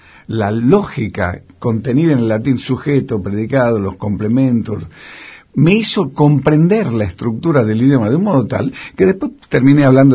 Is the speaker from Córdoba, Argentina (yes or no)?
no; Tucumán, Argentina; moved away; yo me atrevo a decirlo, que yo salí huyendo de Tucumán.